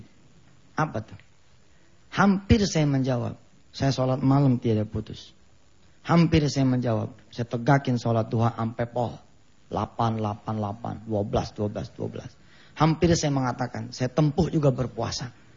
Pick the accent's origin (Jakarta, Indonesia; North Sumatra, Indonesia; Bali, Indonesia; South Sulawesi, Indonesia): Jakarta, Indonesia; Jadi karena kami keluarga besar di Betawi ya. Rumahnya panjang ibu. Panjangnya tuh panjang banget dah. Ya. Jadi kita sekeluarga tinggal di situ.